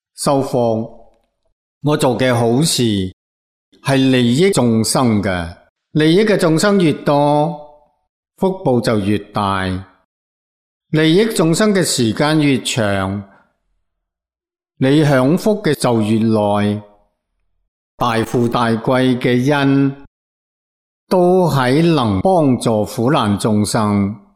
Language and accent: Cantonese; China; 我哋中国人讲乞衣